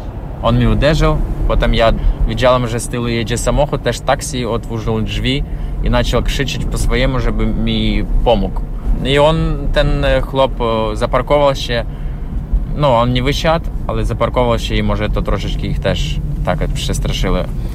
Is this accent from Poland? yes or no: no; Ukraine; Polish is a second language; Z Ukrainy.